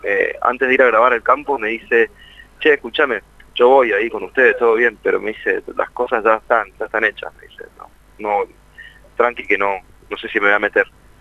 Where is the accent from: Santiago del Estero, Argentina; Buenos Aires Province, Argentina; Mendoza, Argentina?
Mendoza, Argentina; now in Buenos Aires, Argentina; nosotros venimos de Mendoza, y en Capital, estamos viviendo en Capital ya hace muchos años